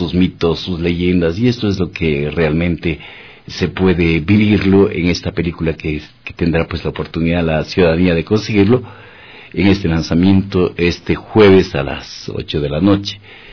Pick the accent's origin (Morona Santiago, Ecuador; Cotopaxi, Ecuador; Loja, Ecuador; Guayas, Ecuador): Morona Santiago, Ecuador; Macas; estamos trabajando sobre esta próxima reunión y que posiblemente sea en mi tierra, en Macas